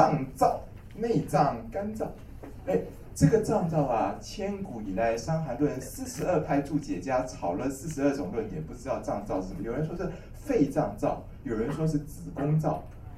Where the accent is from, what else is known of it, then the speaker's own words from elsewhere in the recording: Taiwan; 就是我们台湾都是男生在吃甘麦大枣汤